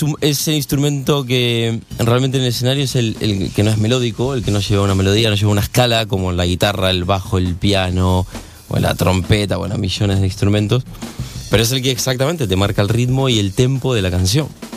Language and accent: Spanish; Vicente López, Buenos Aires Province, Argentina; born there; also born or lived in Munro; Buenos Aires, Vicente López, al ladito de la capital.